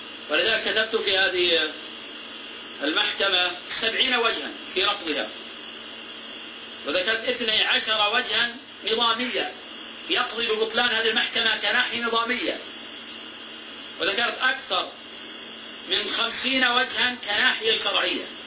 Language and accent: Arabic; Buraidah, Al-Qassim, Saudi Arabia; فأنا من أهل بريدة، اعتقلت في الرياض، ثم من الرياض للشرقية